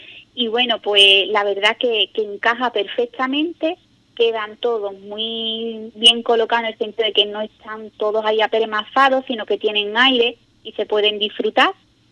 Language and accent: Spanish; Ubrique, Andalusia, Spain; el que gente de Ubrique vaya a otros lugares, ¿no?, y puedas decir, mira, esta persona es de mi pueblo